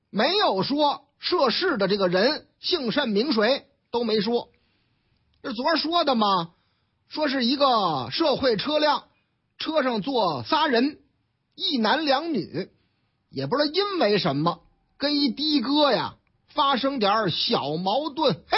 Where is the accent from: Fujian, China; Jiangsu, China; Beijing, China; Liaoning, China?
Beijing, China; 咱都是北京人嘛，讲文明懂礼貌嘛